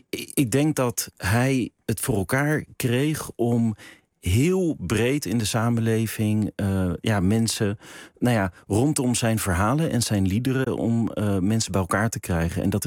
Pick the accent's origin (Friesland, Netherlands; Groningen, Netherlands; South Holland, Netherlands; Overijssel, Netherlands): South Holland, Netherlands; The Hague; Als mensen aan mij gingen vragen, waar kom je vandaan? Dat ik dan heel erg, dat ik al zei, ik kom uit Den Haag.